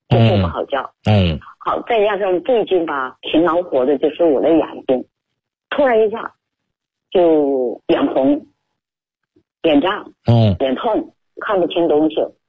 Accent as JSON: {"language": "Chinese", "region": "Chongqing", "country": "China", "said": "我们重庆人说长个薄包"}